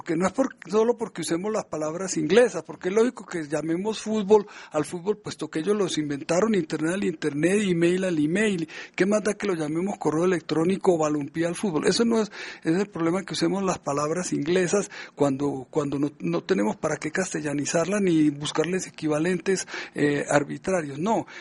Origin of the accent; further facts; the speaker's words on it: Medellín, Antioquia, Colombia; accent: Antioquian; por el habla colombiana o antioqueña, que es la de mi tierra, la de la ciudad de Medellín.